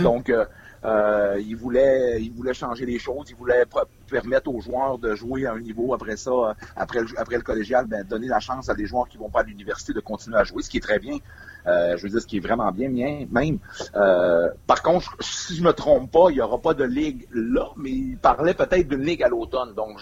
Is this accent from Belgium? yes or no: no; Quebec, Canada; c'est le même principe chez nous au Québec